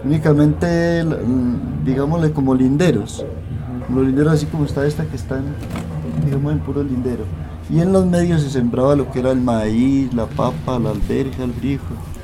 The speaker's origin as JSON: {"language": "Spanish", "town": "Santa Elena", "region": "Antioquia", "country": "Colombia", "tie": "born or raised there", "also_born_or_lived": "Medellín", "said": "Lo que pasa es que yo soy de aquí de Santa Elena, pero yo nací en Medellín."}